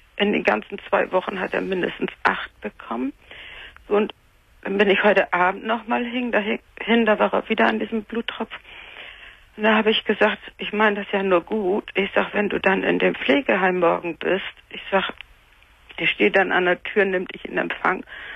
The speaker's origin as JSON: {"language": "German", "town": "Cologne", "region": "North Rhine-Westphalia", "country": "Germany", "tie": "born there", "said": "ich bin in Köln einarmig geboren worden."}